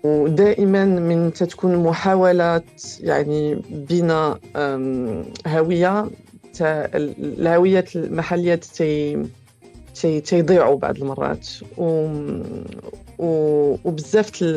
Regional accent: France; انا كبرت في فرنسا واغلبيه عائلتي ساكنه في المغرب، حنا قراب وتربينا يعني تربيه تقليديه واكيد حنا يعني هويتنا كشلوح ومغاربه

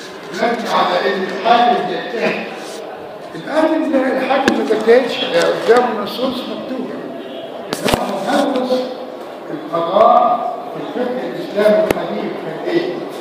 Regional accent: Egypt; البيئه الفرنسيه احنا مش فرنسيين. احنا مصريين عرب

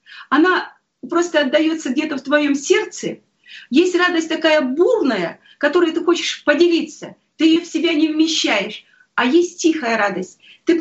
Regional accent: Krasnoyarsk, Krasnoyarsk Krai, Russia; moved away; Я очень скучала о родине. Мы сами из Сибири, мы из Красноярска.

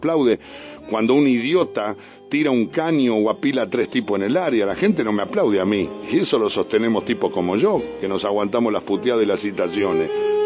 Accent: Argentina; Ahí somos todo argentino.

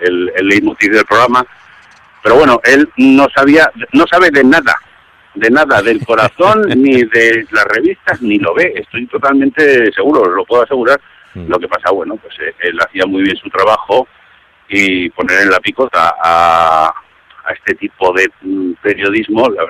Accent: Zaragoza, Aragon, Spain; soy de Zaragoza, pero … Que es mallorquín

